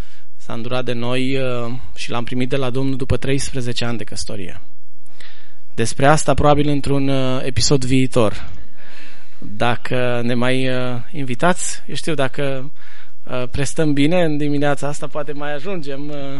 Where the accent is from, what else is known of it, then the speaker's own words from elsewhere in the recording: Banat, Romania; Bănățan în țoalele mele. Și nu mă mândresc cu asta, că sunt bănățean.